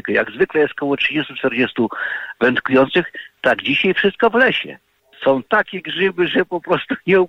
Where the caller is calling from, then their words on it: Staszów, Świętokrzyskie Voivodeship, Poland; Kłaniam się ze Staszowa